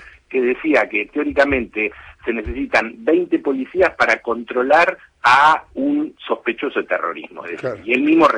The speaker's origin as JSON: {"language": "Spanish", "country": "Argentina", "said": "nosotros como argentinos esto lo conocemos"}